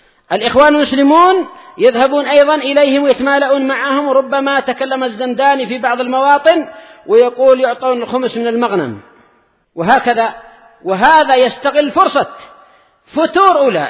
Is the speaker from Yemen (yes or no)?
yes; Yemen; أنا وهو كلنا من أهل اليمن